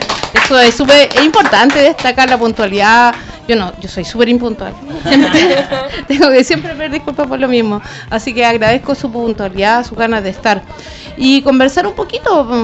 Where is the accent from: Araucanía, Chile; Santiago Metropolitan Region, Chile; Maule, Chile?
Santiago Metropolitan Region, Chile; Puente Alto; Yo conozco harto los Bajos de Mena, he trabajado ahí, tengo amigos, soy parte de Puente Alto